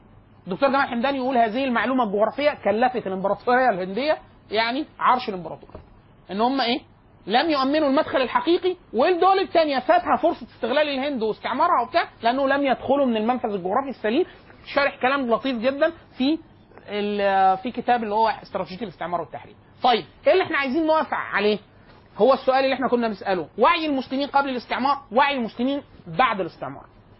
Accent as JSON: {"language": "Arabic", "country": "Egypt", "said": "عندنا في مصر"}